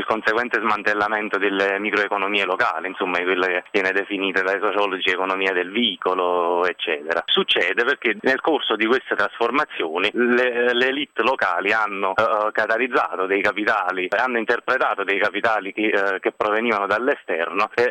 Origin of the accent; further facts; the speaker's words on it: Campania, Italy; È un paese dell'Irpinia che io nel libro ovviamente occulto